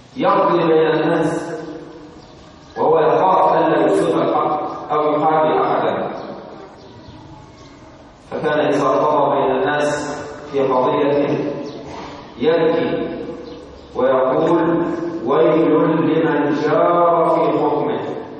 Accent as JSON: {"language": "Arabic", "country": "Egypt", "said": "عندنا في مصر بعض المحاكم في بعض المحافظات كأنها عزة"}